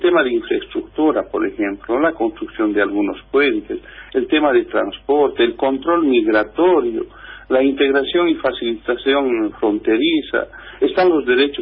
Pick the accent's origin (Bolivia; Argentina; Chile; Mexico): Bolivia; nosotros como bolivianos no estamos de acuerdo